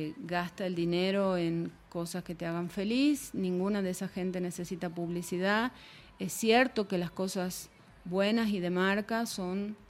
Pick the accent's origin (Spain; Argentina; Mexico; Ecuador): Argentina; Yo vengo de Argentina.